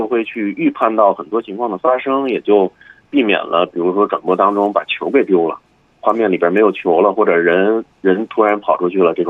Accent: China; 其次就是作为一个中国人，很少有人说从小到大没有接触过乒乓球的

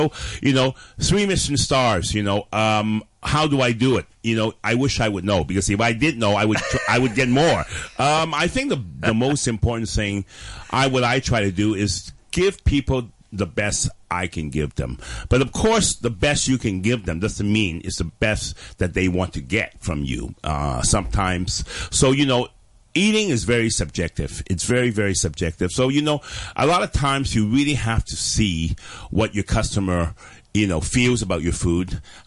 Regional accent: Toronto, Ontario, Canada; moved away; also born or lived in London / Hong Kong; I was born in London, mm-hmm. and as an infant I came back to Hong Kong, and in the mid-60s we immigrated all to Canada. So I was brought up in Toronto.

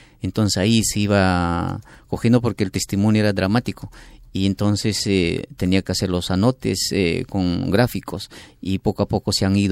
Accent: Ayacucho, Peru; Yo soy de la zona de Fajardo.

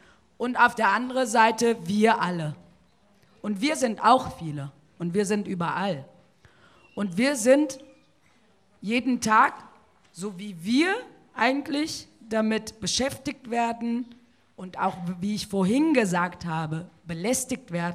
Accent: North Rhine-Westphalia, Germany; ich komme aus Nordrhein-Westfalen, Schlusspunkt aus, ob es dir passt oder nicht.

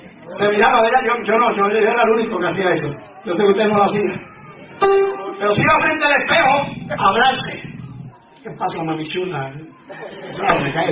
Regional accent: Mexico; Pero estatua de ídolo, como mexicano ninguno.

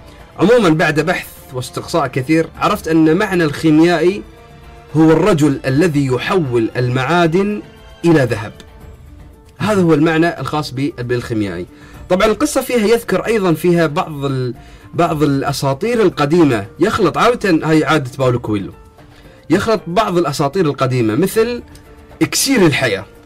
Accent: Bahrain; مثل الغواصين عندنا في البحرين كانوا يغوصون إلى أعماق البحار

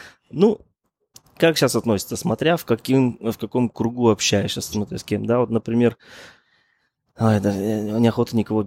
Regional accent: Kamen-na-Obi, Altai Krai, Russia; born there; я родился на Алтайском крае, я родился в городе Камень-на-Оби, это между Новосибирском и Барнаулом. И некоторые из моих родных переехали в Горно-Алтайск, например, и живут там. Ну, у меня там еще осталась родня.

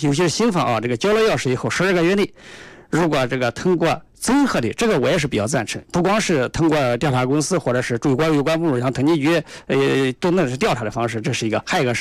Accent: China; 我们中国人就是大多数老百姓走背都比较穷吧，因为以前生活条件落后嘛

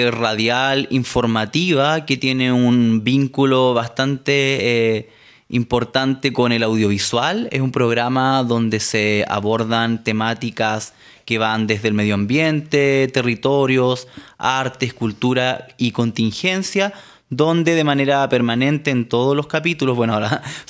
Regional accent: Araucanía, Chile; soy comunicador, periodista, provengo de Chile, del sur del territorio, particularmente lo que hoy es denominada la región de la Araucanía, pero bajo la mirada del pueblo nación mapuche es el territorio mapuche

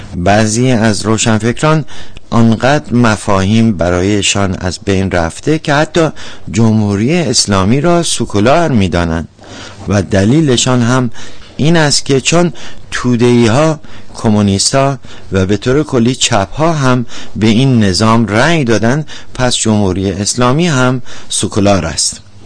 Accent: Iran; شخصا به عنوان یک ایرانی بسیار هم خوشحال هستم

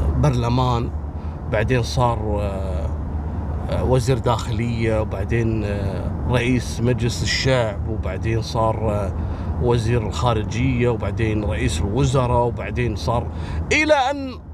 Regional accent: Kuwait; ما فيها النظام هذا عندنا في الكويت في 52 على الصد

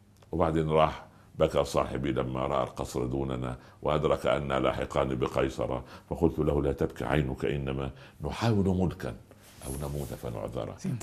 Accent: Upper Egypt, Egypt; حصلت عندنا في الصعيد. في قريه جنبنا

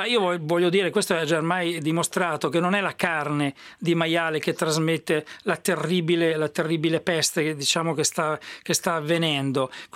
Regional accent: Forlì, Emilia-Romagna, Italy; andiamo nella mia terra, addirittura andiamo a Forlì

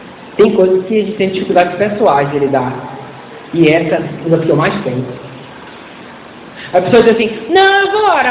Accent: Bahia, Brazil; Eu seria extremamente ofendido se uma pessoa do Sul falasse isso, mas como baiano, fala baiano.

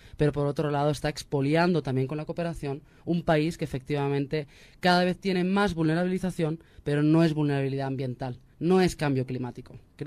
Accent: Spain; born there; a mí me toca como persona que nací en el Estado español, ¿verdad? Llamado también desde aquí Estado histérico.

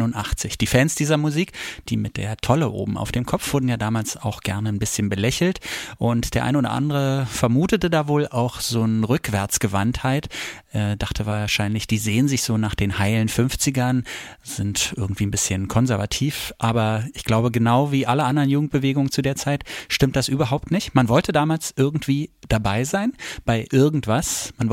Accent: Berlin, Germany; das gilt wahrscheinlich eher für meine Heimatstadt Berlin als zum Beispiel fürs Land.

